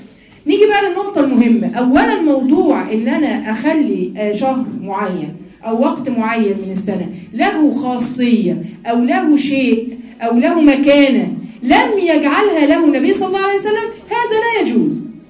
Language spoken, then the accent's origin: Arabic; Giza, Giza Governorate, Egypt; عشان انا اهلي من الجيزه اصلا،